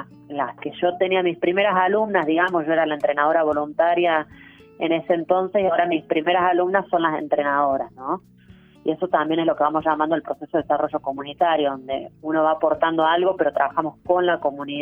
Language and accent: Spanish; Buenos Aires, Argentina; now in Salta, Argentina; Yo en esa época ni siquiera vivía acá en Salta Capital, soy de Buenos Aires.